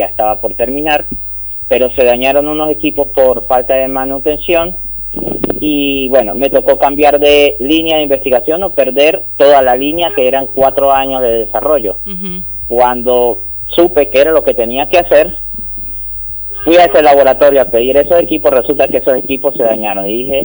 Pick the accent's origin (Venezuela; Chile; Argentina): Venezuela; San Cristóbal, Táchira; Uno vive en mi ciudad natal, San Cristóbal, que eso es frontera con Colombia, uh-huh, en el estado Táchira.